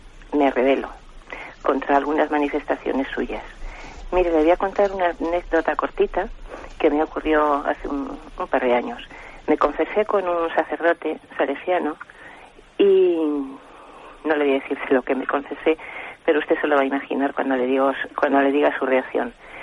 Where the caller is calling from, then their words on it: Madrid, Community of Madrid, Spain; de Madrid.